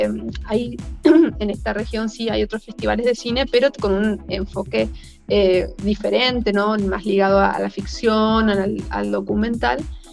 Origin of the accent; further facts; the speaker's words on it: Corrientes, Argentina; yo nací en Corrientes, y bueno, me crié toda mi vida ahí